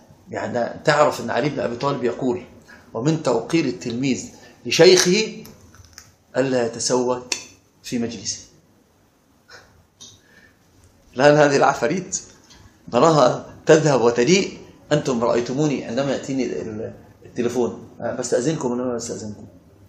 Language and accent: Arabic; Upper Egypt, Egypt; وانا صعيدي صعيدي